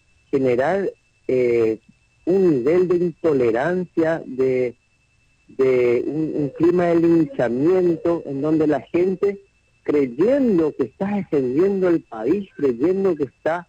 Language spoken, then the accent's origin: Spanish; Paraguay; el proyecto de país que queremos como paraguayos